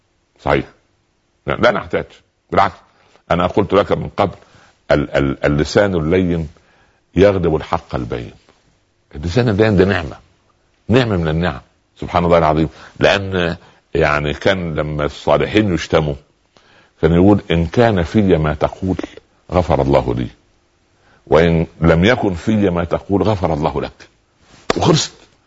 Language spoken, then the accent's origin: Arabic; Upper Egypt, Egypt; كان عندنا في الصعيد يقولوا ايه